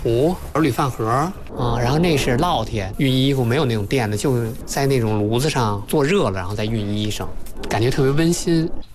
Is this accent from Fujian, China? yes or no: no; Tongzhou, Beijing, China; 我从小就生活在这片胡同嘛